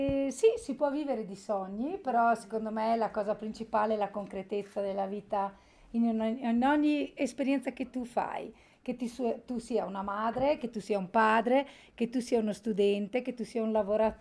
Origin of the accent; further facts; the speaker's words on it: Folgaria, Trentino-Alto Adige, Italy; abito a Folgaria da sempre, sono nata a Folgaria